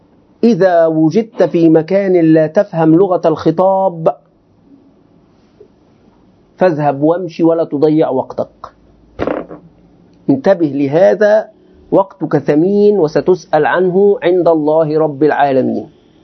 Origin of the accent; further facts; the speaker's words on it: Egypt; أنا مصري مصري أريد أن أنت لماذا تضع هذه الكلمات الكبيرة في الأطعمة؟